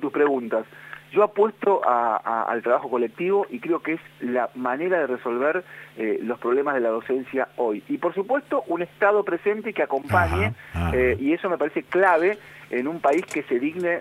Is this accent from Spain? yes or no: no; Argentina; nosotros tenemos solo tres leyes nacionales en nuestra historia como argentinos.